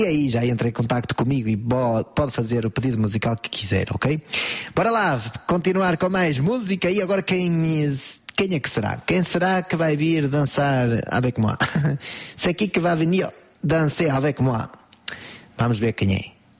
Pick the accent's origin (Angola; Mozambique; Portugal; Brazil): Portugal; Não, eu sou bem português.